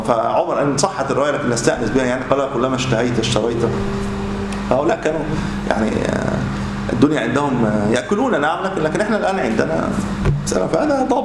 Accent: Egypt; يمكن عندنا في مصر قليله

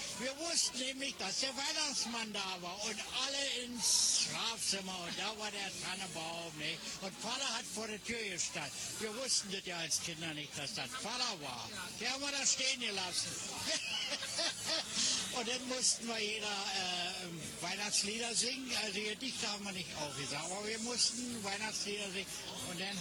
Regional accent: Berlin, Germany; born there

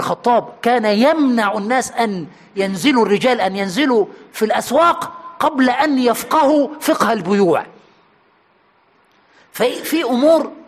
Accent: Egypt; عندنا في مصر بيقولوا علقها في رقبه عالي مطلع سالم

